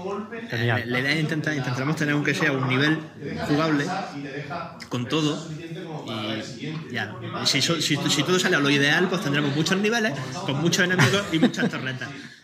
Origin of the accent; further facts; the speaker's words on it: Granada, Andalusia, Spain; De aquí, de Granada.